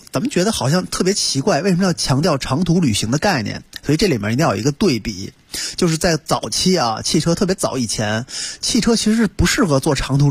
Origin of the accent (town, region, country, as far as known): China